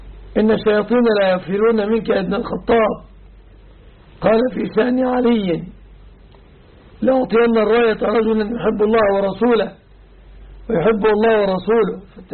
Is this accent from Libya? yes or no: no; Dakahlia, Egypt; أما عن بلدتنا فلا أعلم مأذونا شيعيا. أعرف مأذون القرية التي نحن منها